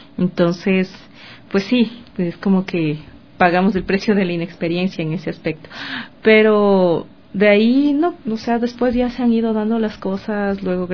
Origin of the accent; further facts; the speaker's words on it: Ambato, Tungurahua, Ecuador; Empecé a estudiar música desde los 11 años en mi ciudad natal, en Ambato